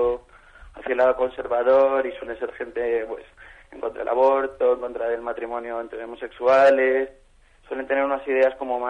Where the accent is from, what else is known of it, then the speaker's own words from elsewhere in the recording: Madrid, Community of Madrid, Spain; Pues ahora mismo en la universidad creo que somos dos madrileños, pero hay siete españoles más.